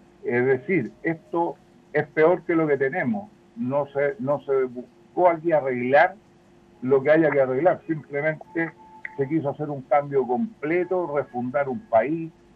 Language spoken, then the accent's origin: Spanish; Chile; la inmensa mayoría, todos somos chilenos